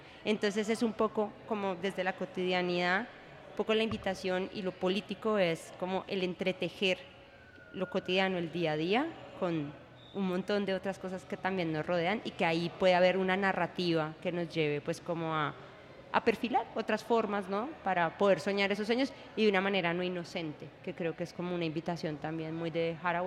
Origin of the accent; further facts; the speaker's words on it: Colombia; pues somos colombianos y yo voy allá y hay empanadas